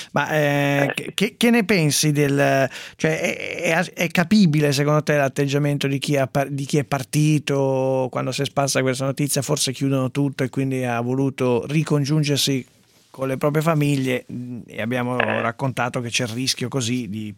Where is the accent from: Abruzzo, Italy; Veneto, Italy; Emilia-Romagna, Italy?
Abruzzo, Italy; Ecco, mi interessa anche da abruzzese.